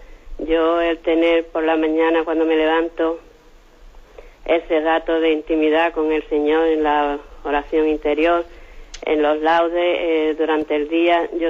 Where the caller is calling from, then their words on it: Málaga, Andalusia, Spain; de Málaga.